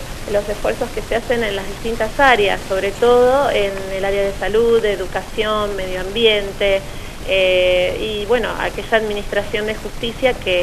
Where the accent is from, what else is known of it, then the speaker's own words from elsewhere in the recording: Villa Regina, Río Negro, Argentina; also born or lived in La Plata; yo soy nativa de la ciudad de Villa Regina, provincia de Río Negro. Me he ausentado por 7 años de mi provincia para ir a estudiar a la ciudad de La Plata